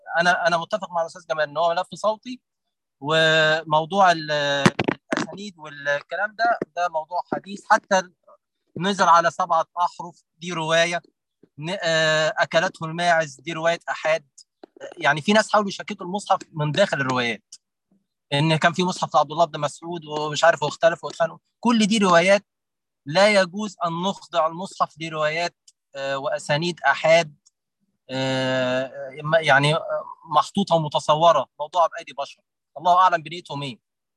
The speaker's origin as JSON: {"language": "Arabic", "country": "Egypt", "said": "احنا عندنا في مصر في اهازيج شعبيه عمرها ما اتحرفت لحد دلوقتي"}